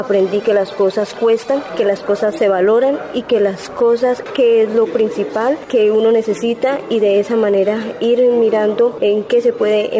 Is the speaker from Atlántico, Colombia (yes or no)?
no; Popayán, Cauca, Colombia; Soy la segunda hija de 8 hermanos. Vivimos en la ciudad de Popayán, soy de Popayán.